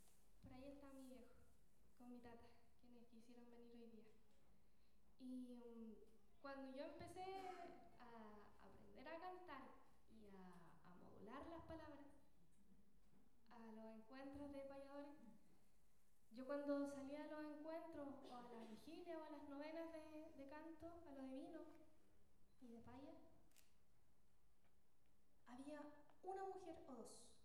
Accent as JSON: {"language": "Spanish", "country": "Chile", "said": "soy payadora, guitarronera chilena"}